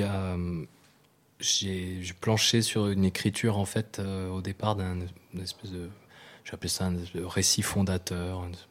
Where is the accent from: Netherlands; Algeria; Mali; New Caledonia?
New Caledonia; born there; Moi, je suis né en Nouvelle-Calédonie, mais je ne suis pas kanak